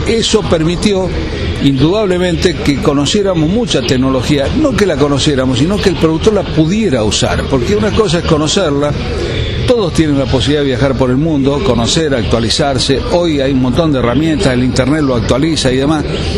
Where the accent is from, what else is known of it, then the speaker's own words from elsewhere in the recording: Marcos Juárez, Córdoba, Argentina; born there; Nosotros estamos en Marco Juárez, nacimos en Marco Juárez, provincia de Córdoba, ruta 9